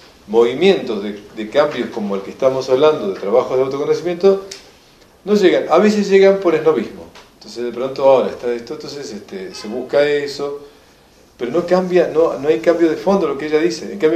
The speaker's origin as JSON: {"language": "Spanish", "country": "Argentina", "said": "Entonces, yo como llego como argentino allá, es más o menos como el Papa"}